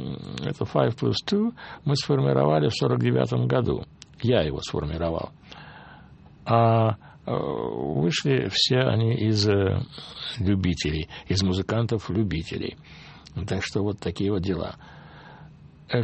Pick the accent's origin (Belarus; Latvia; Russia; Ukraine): Russia; Moscow; я ему сказал, вот я из Москвы